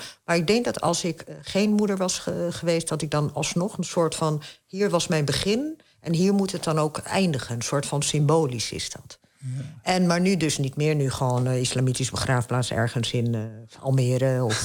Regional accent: Fes, Fès-Meknès, Morocco; Ik kom uit Fes, dat is een van de koningsteden.

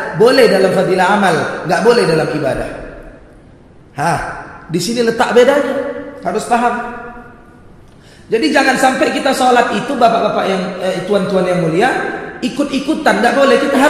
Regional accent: Medan, North Sumatra, Indonesia; saya orang Melayu, Deli Serdang, orang Medan. Jadi begini cakap awak.

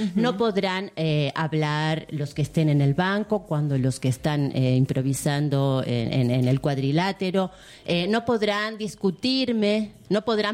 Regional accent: United States; now in Argentina; Vengo de los Estados Unidos de Norteamérica. Yo vivo aquí ya hace un tiempo.

